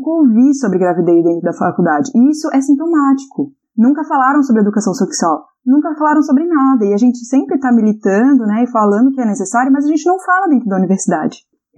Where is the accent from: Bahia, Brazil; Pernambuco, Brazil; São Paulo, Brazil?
Pernambuco, Brazil; Recife; Eu vim de Recife, em Recife isso é muito comum, ver mães na esquina, na rua, carregando um bebê e com outro no ventre